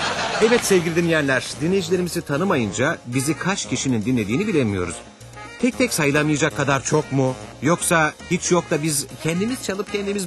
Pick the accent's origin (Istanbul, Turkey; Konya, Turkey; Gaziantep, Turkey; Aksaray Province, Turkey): Konya, Turkey; Konyalıyım.